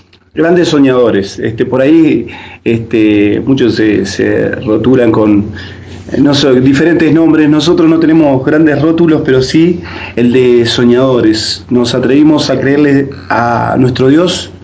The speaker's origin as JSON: {"language": "Spanish", "country": "Uruguay", "moved": "as an adult", "said": "es difícil desde el momento que uno decide, ¿verdad?, dejar sus raíces. Nosotros, bueno, somos uruguayos, Y por lo tanto tenemos otra cultura, otras costumbres"}